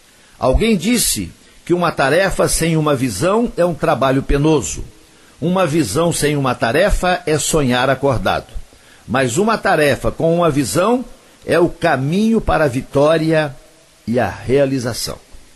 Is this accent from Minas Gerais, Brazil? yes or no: yes; Coromandel, Minas Gerais, Brazil; No próximo dia 5 de julho tem show de … lá em Coromandel, na minha terra, no Parque de Exposições Antônio D'Agra